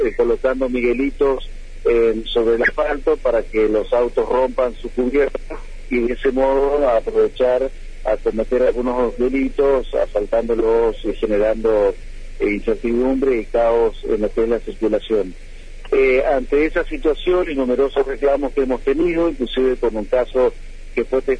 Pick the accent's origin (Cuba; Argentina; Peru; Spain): Argentina; Paraná, Entre Ríos; Y digo Santa Fe, si bien yo soy de Paraná